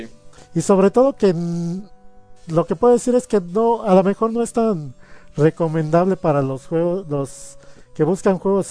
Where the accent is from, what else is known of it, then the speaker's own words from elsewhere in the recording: Mexico; yo en ese entonces tuve mi etapa de comprar la Club Nintendo, como muchos mexicanos.